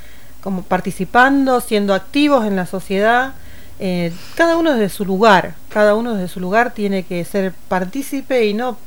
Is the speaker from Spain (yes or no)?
no; Río Gallegos, Santa Cruz, Argentina; born there; now in El Calafate, Argentina; Yo nací en Río Gallegos, pero bueno, por unas cuestiones de la vida siempre me tocó vivir en otros lugares, otros países, otras provincias. Y elegí Calafate como mi lugar en el mundo